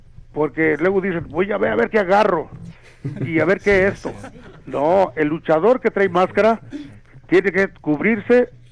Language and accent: Spanish; Mezcala, Jalisco, Mexico; Como van a empezar las fiestas en mi pueblo, en la Mezcala